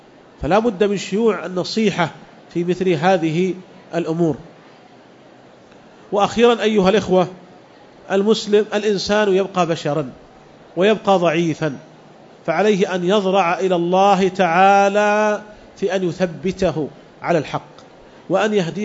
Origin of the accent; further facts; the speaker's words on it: Saudi Arabia; وعندنا في المملكة العربية السعودية تجربة في هذا